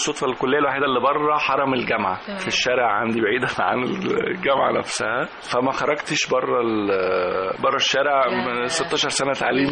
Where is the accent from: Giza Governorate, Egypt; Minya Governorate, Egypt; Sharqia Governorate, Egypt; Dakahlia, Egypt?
Dakahlia, Egypt; Mansoura; أنا من مواليد مدينة المنصورة، شارع الثانوية تحديدا.